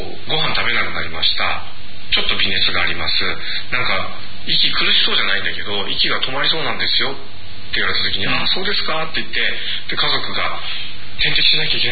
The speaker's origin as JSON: {"language": "Japanese", "region": "Tokyo", "country": "Japan", "tie": "born or raised there", "said": "僕は東京で育ちながら宮古島のことをよく知ってて、で向こうに帰るとああだけど東京に行くとこうっていうんで"}